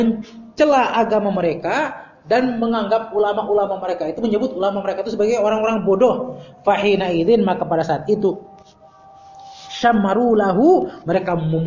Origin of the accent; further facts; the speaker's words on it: West Java, Indonesia; Ya ke orang Sunda, ya bukan tasabuk lah, saya orang Sunda. Ya. Sunda asli, USA ya, orang Sunda asli.